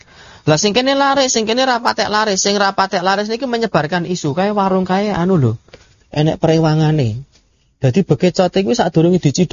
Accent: Lahat, South Sumatra, Indonesia; Saya dari Lahat, Sumatera Selatan.

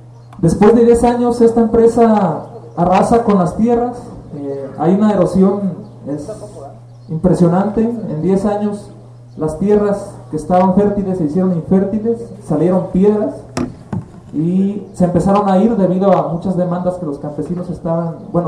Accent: La Ciénega, Jalisco, Mexico; vengo del ejido de la Ciénega, Jalisco. Como dice Pepe, pues muy cerca de aquí, vecino de esta región, de la región llamada, denominada Sierra de Amula. Estamos a 40 kilómetros más o menos de aquí, de San Isidro. Pertenezco a una familia campesina.

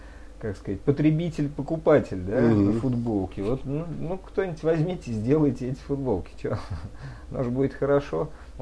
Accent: Zaporizhzhia, Zaporizhzhia Oblast, Ukraine; now in Germany; Я из Украины, город Запорожье. Жена моя из Москвы, живем в Германии.

